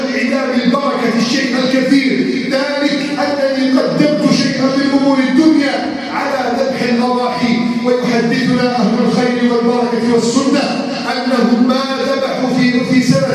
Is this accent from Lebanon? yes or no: no; Egypt; واجعل بلدنا مصر آمنا مطمئنا